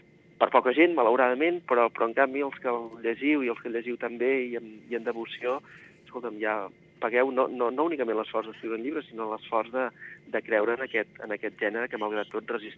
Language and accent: Catalan; Catalonia, Spain; jo sóc del Penedès, malgrat que tingui arrels també en el Camp de Tarragona